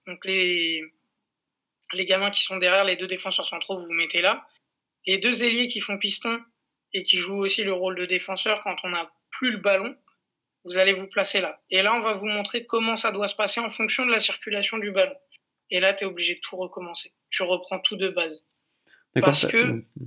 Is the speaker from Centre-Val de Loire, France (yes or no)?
no; Corsica, France; Moi je suis d'origine corse. Je suis originaire de la région de la Castaniche.